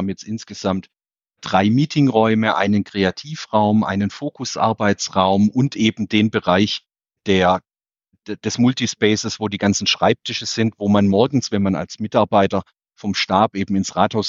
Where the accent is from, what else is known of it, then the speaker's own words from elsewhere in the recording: Calw, Baden-Württemberg, Germany; bin dann eben in meiner Heimatstadt in Calw im Schwarzwald angetreten als Oberbürgermeister